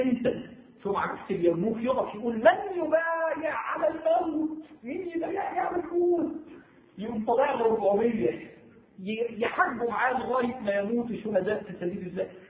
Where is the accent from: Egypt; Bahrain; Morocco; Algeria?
Egypt; ده مش عشان انا مصري ده مش ده يعني يا جماعه دي مش قوميه بلدنا